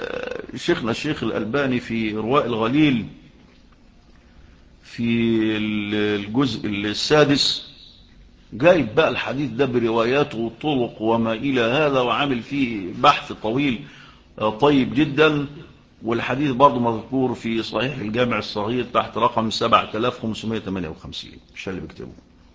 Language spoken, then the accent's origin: Arabic; Egypt; وهم بيأخذوا بهذا في القانون المصري عندنا في مصر